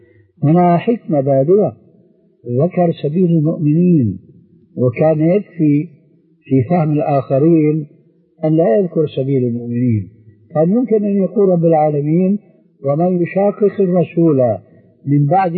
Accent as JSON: {"language": "Arabic", "country": "Syria", "said": "حتى يصير اللهي كما يقولون عندنا في الشام"}